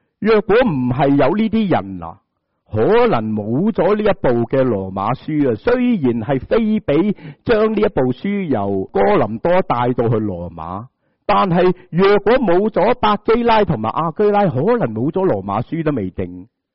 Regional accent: Hong Kong; 我们香港人会说是吗？

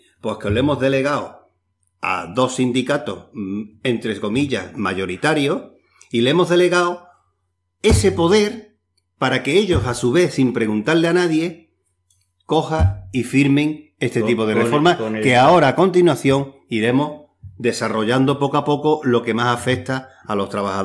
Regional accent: Spain; nosotros, como españoles, siempre se ha conseguido todo a través de luchas y conquistas sociales.

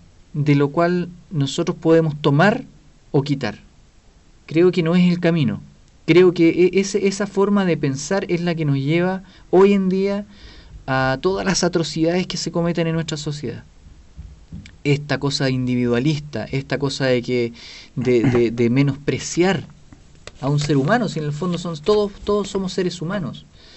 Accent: Talcahuano, Biobío, Chile; Y nosotros somos de Talcahuano.

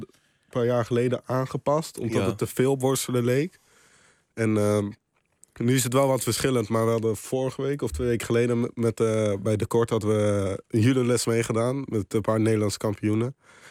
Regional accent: Netherlands; En als Nederlander was ik gelijk de eerste Nederlander... die na 43 jaar in de finale kwam op het WK.

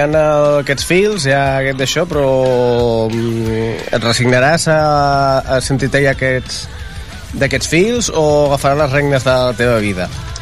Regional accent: Rubí, Catalonia, Spain; also born or lived in Barcelona / Terrassa; jo sóc de Rubí, però jo he viscut a... Jo he viscut a Barcelona, he viscut a Terrassa, he viscut a Montesquieu, he viscut a Vic...

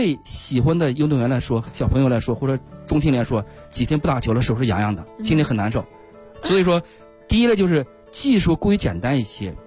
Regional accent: China; 我们中国人实际上对这个极限运动也好，

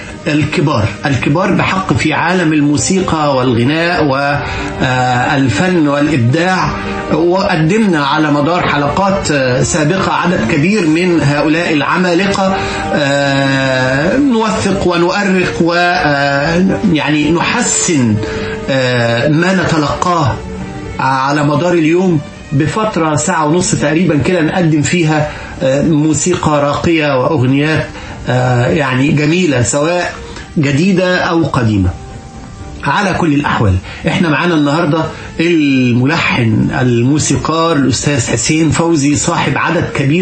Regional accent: Egypt; بتحسسنا كمصريين ان احنا يعني بنتكرم

